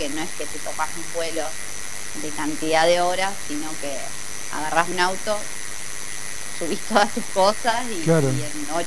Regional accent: Buenos Aires, Argentina; Yo llegué diciendo, yo soy porteña

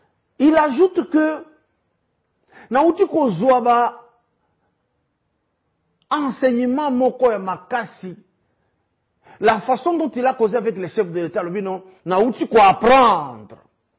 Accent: DR Congo; le président est bien-aimé ici chez nous en RDC

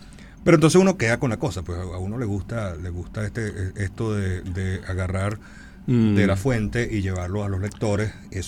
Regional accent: Cagua, Aragua, Venezuela; Tuvo un periódico en la ciudad de donde yo vengo, en Cagua

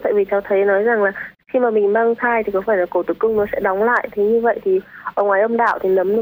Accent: Hưng Yên, Vietnam; hôm nay em 29 tuổi, em đến từ Hưng Yên ạ.

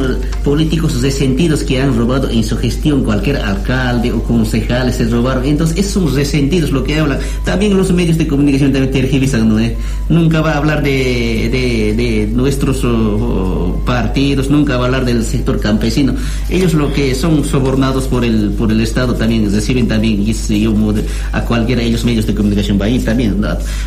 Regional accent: Bolivia; moved away; nosotros hemos emigrado al mundo. Nosotros tenemos que estar viviendo en Bolivia como bolivianos

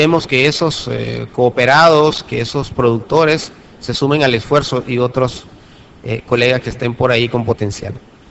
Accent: Nicaragua; como buen Nica, somos muy dados a las consignas.

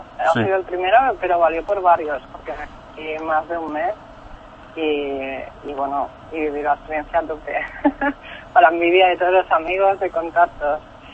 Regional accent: Japan; como yo provengo de Japón y Japón es la cuna, pues sí, me ha dejado huella.

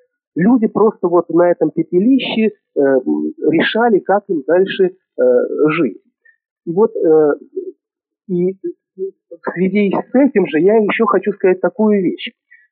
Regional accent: Moscow, Russia; Я москвич, но дело в том, что я прямой потомок

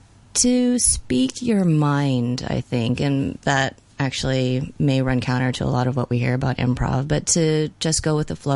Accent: Taiwan; now in Hong Kong; I'm from Taiwan, and so I'm very careful not to use Mandarin here because I get entirely different reactions.

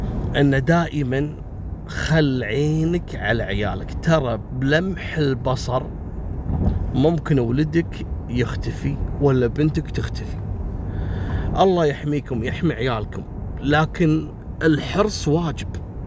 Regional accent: Kuwait; هذا عندهم من كبائر القضايا الجنائية اللي تحصل عندنا في الكويت

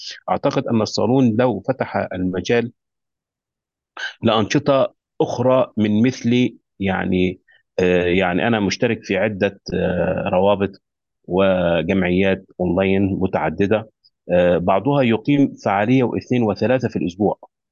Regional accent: Egypt; now in Kuwait; أستاذ الأدب العربي والنقد والفكر، وأنا مصري مقيم في دولة الكويت حيث أعمل.

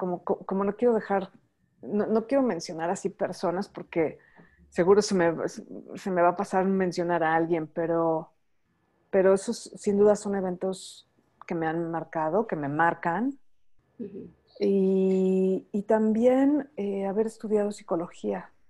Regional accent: Mexico City, Mexico; nací aquí en la Ciudad de México y ser mexicana es algo que me define

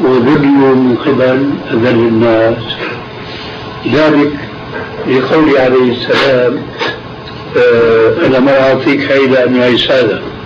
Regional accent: Aleppo, Aleppo Governorate, Syria; يعني عندنا في حلب في قبر

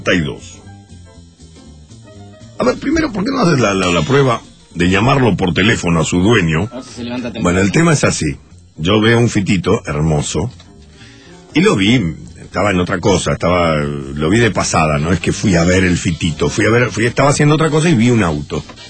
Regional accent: Rosario, Santa Fe, Argentina; Porque soy de Fisherton.

